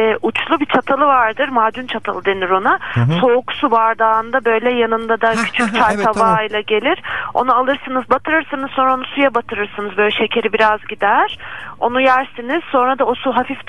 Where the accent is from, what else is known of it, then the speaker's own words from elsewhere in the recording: Cyprus; hani ben Kıbrıslıyım, Kıbrıs'ta onlara macun denir.